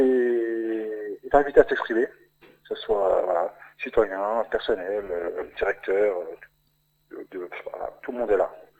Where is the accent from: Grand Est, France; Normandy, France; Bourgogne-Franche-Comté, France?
Grand Est, France; Remiremont; born there; je suis né à Armermont également.